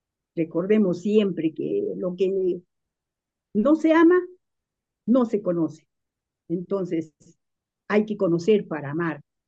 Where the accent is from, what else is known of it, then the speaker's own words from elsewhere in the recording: Arequipa, Peru; En los poemas de amor dedico pues a mi tierra Arequipa algunos poemas que reflejan el inmenso amor que me une a ellas.